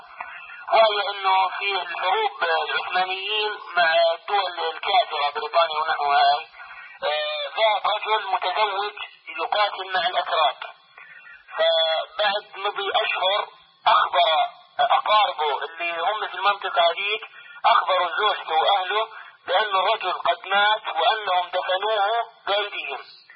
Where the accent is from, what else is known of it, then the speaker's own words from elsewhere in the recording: Algeria; أنا من الجزائر.